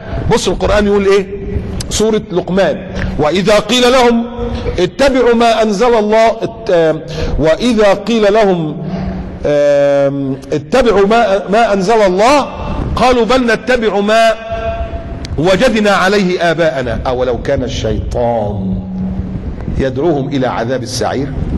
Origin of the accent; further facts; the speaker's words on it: Egypt; الزلزال اللي كان حصل عندنا في مصر في التسعينات